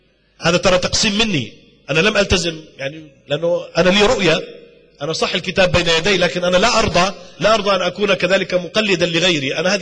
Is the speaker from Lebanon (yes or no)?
no; Jordan; في عندنا في الأردن، في جامعة آل البيت، في الجامعة الهاشمية، في جامعة العلوم الإسلامية، في الجامعة الإسلامية، في جامعة الكويت، اشتغلت أنا في العديد من الجامعات،